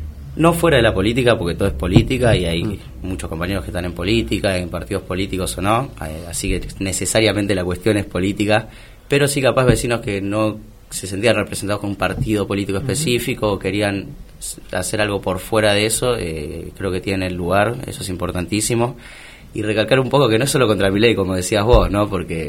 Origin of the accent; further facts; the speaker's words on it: Buenos Aires, Argentina; a mí que particularmente soy de Mataderos y creo que en el barrio de Mataderos hay mucho sentido de pertenencia hacia el barrio